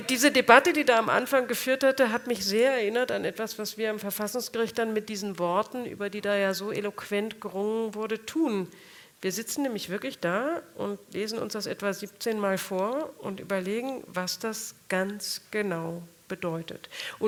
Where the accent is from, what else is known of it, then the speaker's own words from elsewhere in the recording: Saarland, Germany; born there; ich bin selbst im Saarland geboren, meine Eltern waren zutiefst überzeugt Europäer